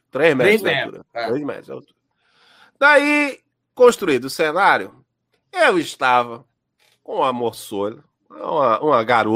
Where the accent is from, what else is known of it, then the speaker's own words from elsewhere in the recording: Janga, Pernambuco, Brazil; Lá na minha juventude, eu morava lá no Nordeste, eu morava no Janga.